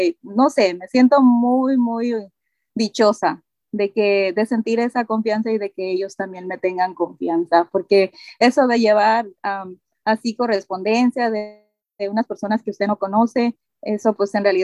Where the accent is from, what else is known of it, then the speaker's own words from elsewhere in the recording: Nayarit, Mexico; La comida favorita de donde yo soy del estado de Nayarit, y pues comemos mucho camarón y pescado.